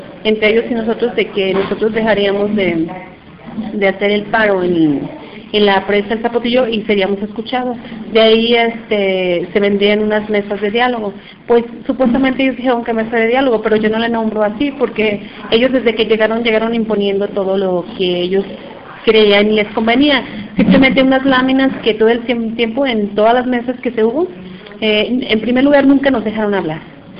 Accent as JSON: {"language": "Spanish", "town": "Temacapulín", "region": "Jalisco", "country": "Mexico", "said": "vengo de la comunidad de Temacapulín."}